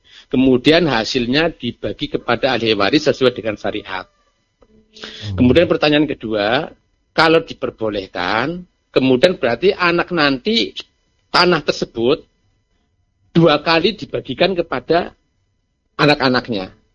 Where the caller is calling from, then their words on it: Pemalang, Central Java, Indonesia; Pemalang.